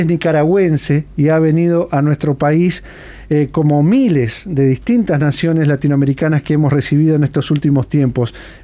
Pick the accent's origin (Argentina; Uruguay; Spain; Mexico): Uruguay; como los uruguayos hemos hecho por el mundo, han llegado a nuestro país